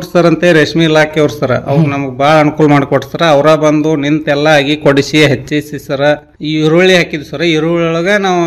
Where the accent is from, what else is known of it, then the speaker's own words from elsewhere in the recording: Navalgund, Karnataka, India; ಸಿರ್ಕೋ ನಮ್ಮ ಗ್ರಾಮ, Navalgund taluk ದಾವಡ್ district sir.